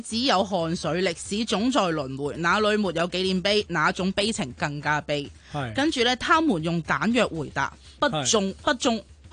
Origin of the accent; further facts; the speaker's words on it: Hong Kong; 但系我又有一样嘢系身为香港人一个感受啦